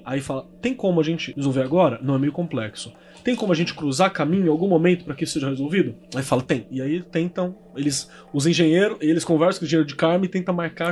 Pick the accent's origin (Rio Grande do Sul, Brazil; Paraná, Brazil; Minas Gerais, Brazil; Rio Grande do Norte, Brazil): Minas Gerais, Brazil; que eu já sou mineiro nos podcasts